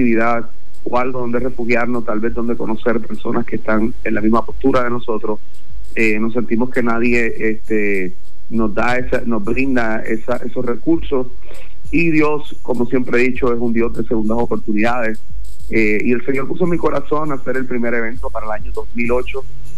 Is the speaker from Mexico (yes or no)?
no; Puerto Rico; moved away as an adult; yo estuve alrededor de 8 años trabajando en los medios de comunicación allá en mi país, Puerto Rico